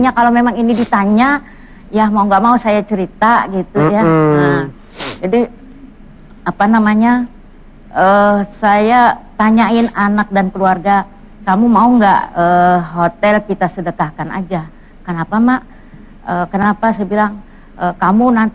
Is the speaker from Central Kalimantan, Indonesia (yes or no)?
yes; Palangkaraya, Central Kalimantan, Indonesia; Saya kan dari Palangkaraya, Kalimantan Tengah.